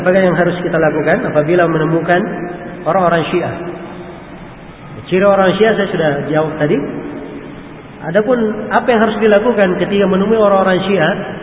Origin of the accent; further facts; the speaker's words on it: Takalar, South Sulawesi, Indonesia; Di kampung saya di Takalar